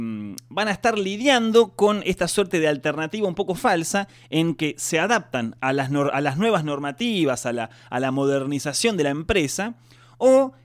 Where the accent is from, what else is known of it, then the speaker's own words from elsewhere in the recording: Argentina; a nosotros como argentinos nos toca mucho